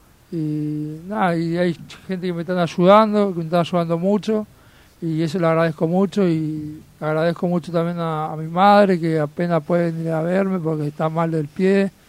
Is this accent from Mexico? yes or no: no; Argentina; born there; En mi país, donde nací.